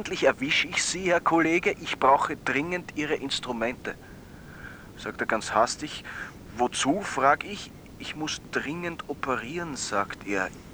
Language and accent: German; Vienna, Austria; Ich bin aus Wien, bin Student im 5. Semester Medizin.